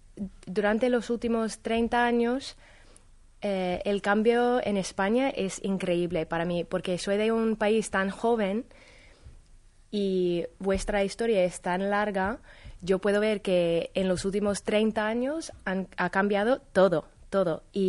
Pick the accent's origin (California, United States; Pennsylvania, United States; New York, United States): Pennsylvania, United States; Spanish is a second language; now in Madrid, Spain; De Pensilvania.